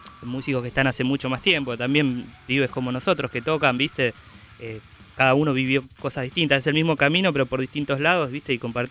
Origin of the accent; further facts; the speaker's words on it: Ezpeleta, Buenos Aires Province, Argentina; Nosotros somos de Zona Sur.